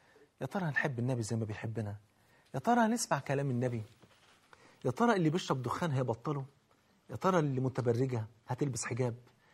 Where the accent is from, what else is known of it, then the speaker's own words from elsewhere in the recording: Egypt; عندنا في مصر